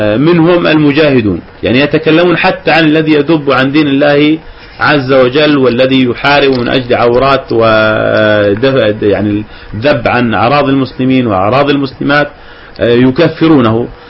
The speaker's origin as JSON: {"language": "Arabic", "country": "Jordan", "said": "عندنا في الأردن وبفضل الله عز وجل مجموعة وبالذات في منطقة إربد"}